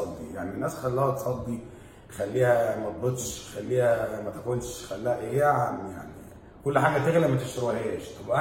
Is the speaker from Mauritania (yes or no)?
no; Egypt; اهم حاجه بالنسبه لنا احنا كمصريين كلمه الشعب